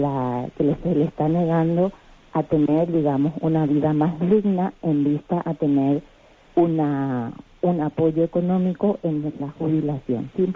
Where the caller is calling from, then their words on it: Madrid, Community of Madrid, Spain; aquí de Madrid.